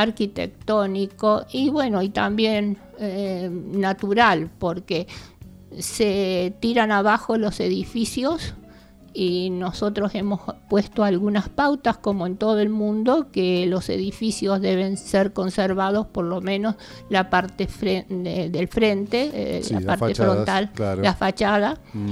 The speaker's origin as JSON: {"language": "Spanish", "town": "Capilla del Monte", "region": "Córdoba", "country": "Argentina", "tie": "born there", "said": "casi todos somos nacidos aquí en Capilla del Monte"}